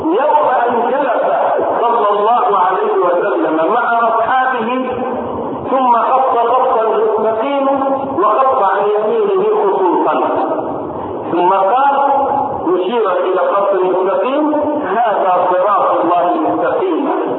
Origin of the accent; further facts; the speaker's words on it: Egypt; وان لم تكن واضحه في حياتنا نحن هنا كمصريين